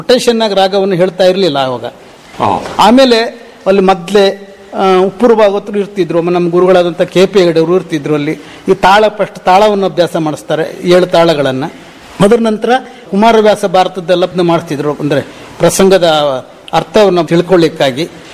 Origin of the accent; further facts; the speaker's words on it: Kolagi, Karnataka, India; ನನ್ನ ಊರು ಕೊಳಗಿ, ಸಿದ್ದಾಪುರ ತಾಲೂಕು, ಉತ್ತರ ಕನ್ನಡ.